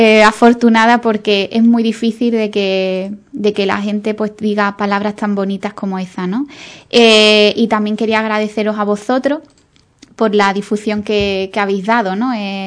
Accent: Ubrique, Andalusia, Spain; quería agradecer a mi pueblo, a Ubrique, por el apoyo y la acogida

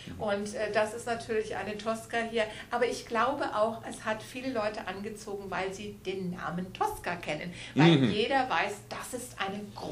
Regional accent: Bonn, North Rhine-Westphalia, Germany; Ich komme aus Bonn, aus der Geburtsstadt von Beethoven.

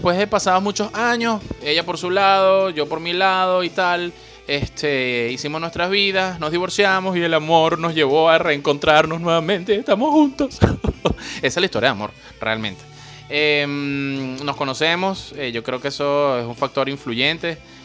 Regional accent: Caracas, Capital District, Venezuela; accent: Caracas; me han dicho que es que soy demasiado venezolano. Tengo un acento, un mandibuleo demasiado caraqueño, demasiado venezolano.

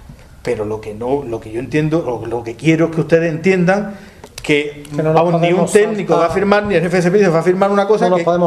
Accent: Granada, Andalusia, Spain; Caballero, si yo soy granadino.

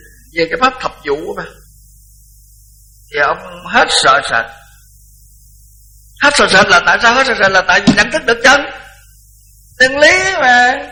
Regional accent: Mỹ Tho, Tiền Giang, Vietnam; Còn tôi thì tôi nói tôi là người Mỹ Tho, cũng là Nam Bộ, mà nếu nói theo cái đời Pháp thì gọi là Nam Kỳ.

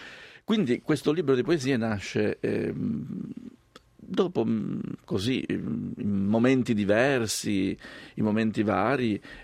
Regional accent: Sicily, Italy; da buon siciliano mi piace la lingua siciliana e compongo molto bene anche in siciliano.

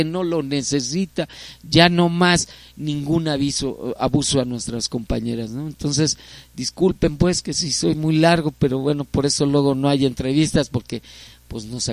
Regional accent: Iztapalapa, Mexico City, Mexico; Sí, algunos somos originarios de Iztapalapa, uh-huh. O sea, sé que nacimos acá.

